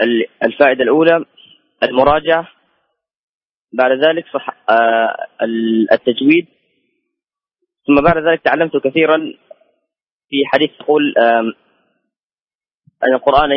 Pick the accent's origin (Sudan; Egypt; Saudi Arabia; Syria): Saudi Arabia; Medina, Medina Province; born there; also born or lived in Thailand; أنا ولدت في المدينة المنورة وبدأت حفظ القرآن الكريم